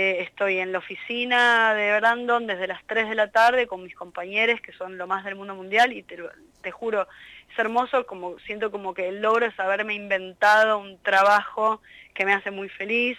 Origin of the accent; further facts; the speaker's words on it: Buenos Aires, Argentina; Yo, además, bueno, nací en La Boca, en un barrio que se llama Catalina Sur, que es un barrio muy hermoso porque tiene mucho verde, y entonces hice el jardín ahí, hice la primaria ahí. Era medio como un, dentro de lo que es la Ciudad Autónoma de Buenos Aires, es medio un micromundo